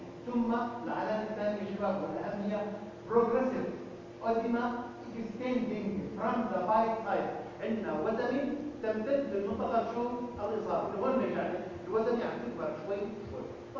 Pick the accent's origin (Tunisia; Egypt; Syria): Syria; المصل المضاد للعقارب موجود عندنا في سوريا